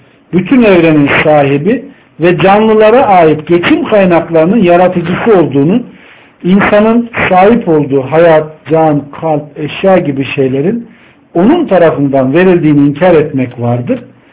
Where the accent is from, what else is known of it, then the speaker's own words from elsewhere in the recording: Ankara, Turkey; ben ortaokula kadar elektriksiz bir ortamda oturdum. Ankara gibi bir yerde. Doğma büyüme buradayım.